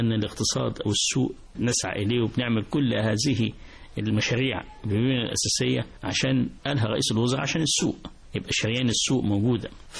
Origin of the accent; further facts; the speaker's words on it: Port Said, Port Said Governorate, Egypt; أنا بورسعيدي، خدها بقى من بورسعيد، من البيئة هنا نعيشتها.